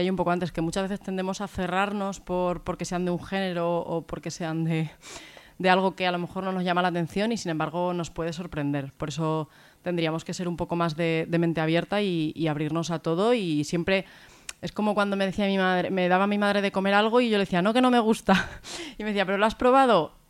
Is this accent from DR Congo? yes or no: no; Castilla-La Mancha, Spain; soy manchega